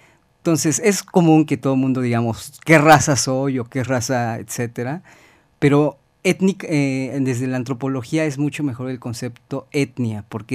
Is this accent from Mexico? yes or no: yes; Mexico; Ya todos somos mexicanos, pero todos tenemos orígenes culturales muy, muy diversos, ¿no?